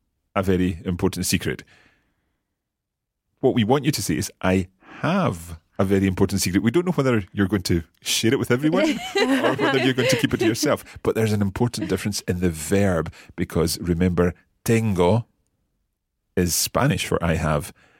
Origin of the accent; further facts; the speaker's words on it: Scotland, United Kingdom; I think we've perhaps got in a slight advantage being Scottish because we roll our R's all the time.